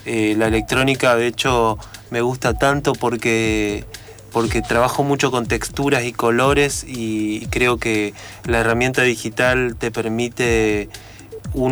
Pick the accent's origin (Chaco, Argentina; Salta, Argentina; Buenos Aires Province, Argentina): Chaco, Argentina; Resistencia; Yo vengo de un barrio del Chaco de Resistencia que se llama Villa del Carmen, si te referís a mis orígenes.